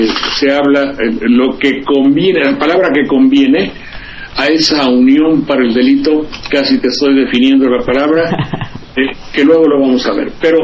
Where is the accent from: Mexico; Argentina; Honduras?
Mexico; como mexicano protesto, como ser humano, tengo todo el derecho de hacerlo y decirlo para quien lo guste oír.